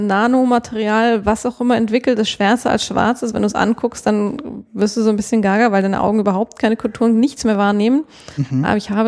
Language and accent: German; Munich, Bavaria, Germany; ich komme aus München, da bin ich, habe ich einen Großteil meines Lebens verbracht bis zum Abitur. Geboren bin ich außerhalb von München, wenn man es noch genauer nehmen würde, woher ich komme. Ich bin in Dachau geboren